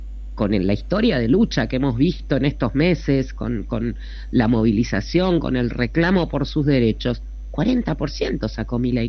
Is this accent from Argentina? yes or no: yes; Argentina; Alguien que no sabía nada de cómo somos los argentinos